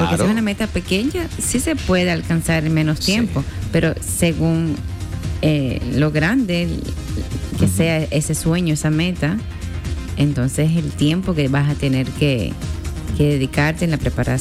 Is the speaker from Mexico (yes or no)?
no; Cuba; Porque de donde yo nací en Cuba, iba a la escuela caminando, iba al parque caminando, iba al mercado caminando.